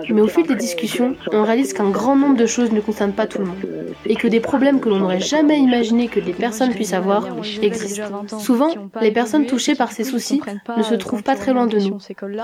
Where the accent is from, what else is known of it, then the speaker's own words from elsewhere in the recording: Saint-Étienne, Auvergne-Rhône-Alpes, France; Rien que parce qu'on est stéphanois ou stéphanoise, qu'on fréquente la MJC, ou que tout simplement, on est des ados.